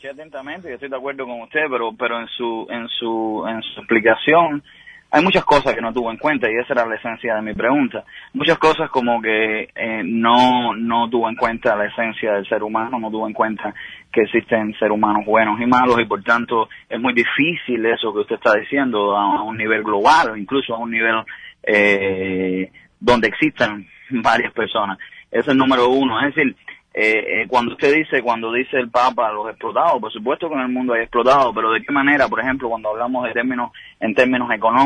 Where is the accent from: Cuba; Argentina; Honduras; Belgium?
Cuba; now in Miami, United States; llamaba de Miami o que soy cubano